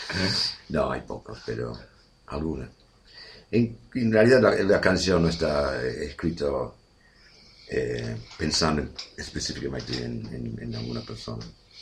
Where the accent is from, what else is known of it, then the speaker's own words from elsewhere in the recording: Leeds, Yorkshire and the Humber, United Kingdom; born there; Spanish is a second language; Mi vida empezó en el norte de Inglaterra. Nací en Leeds, Yorkshire, los condados de Yorkshire. Después viajé a algunos países del mundo